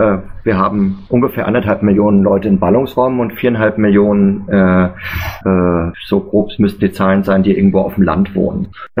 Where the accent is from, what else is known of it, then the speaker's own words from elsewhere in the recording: Frankfurt, Hesse, Germany; da muss ich mich natürlich als Frankfurter schwer überwinden